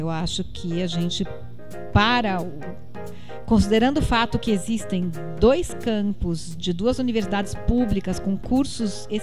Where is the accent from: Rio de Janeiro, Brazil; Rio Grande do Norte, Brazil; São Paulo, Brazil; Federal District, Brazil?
São Paulo, Brazil; also born or lived in Sorocaba; São Paulo, que é a minha cidade de origem, né? Na verdade, eu nasci em Sorocaba, mas desde 2 anos de idade eu morei em São Paulo.